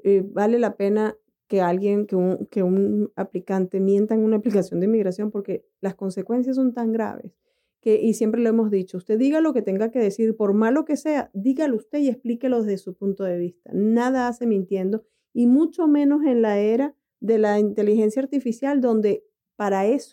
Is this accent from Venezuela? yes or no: yes; Venezuela; Paola es colombiana y yo soy venezolana.